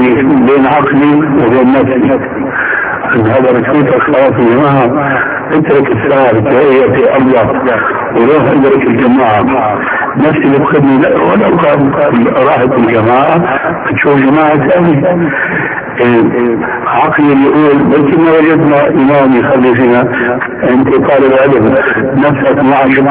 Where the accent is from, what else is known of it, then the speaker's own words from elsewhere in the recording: Damascus, Damascus Governorate, Syria; وانا ربيت في دمشق